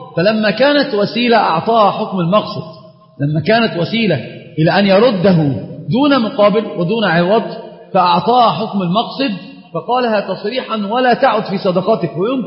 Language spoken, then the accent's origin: Arabic; Egypt; طبعا هي مشهورة جدا عندنا في مصر في العامة